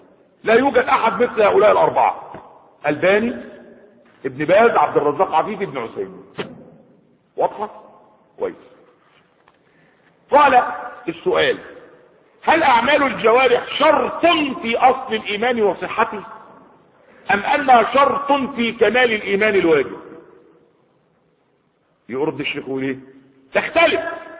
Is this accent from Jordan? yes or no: no; Egypt; يعني في بلده مش عندنا في مصر